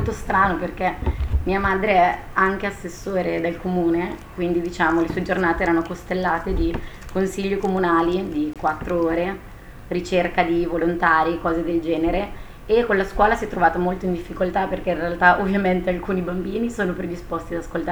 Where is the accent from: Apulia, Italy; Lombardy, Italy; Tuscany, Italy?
Lombardy, Italy; Nembro; now in Berlin, Germany; Io tra l'altro vengo proprio da Nembro, che è il paese che è stato più colpito in tutto il mondo praticamente dal corona